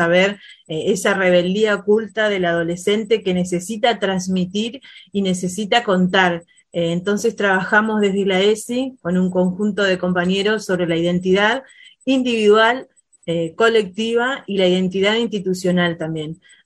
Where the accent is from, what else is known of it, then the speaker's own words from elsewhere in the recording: Victoria, Entre Ríos, Argentina; Soy de Victoria Entre Ríos también.